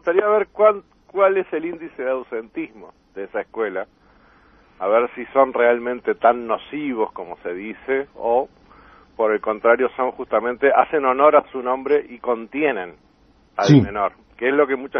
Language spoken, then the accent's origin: Spanish; Uruguay; eso a uno lo apena como uruguayo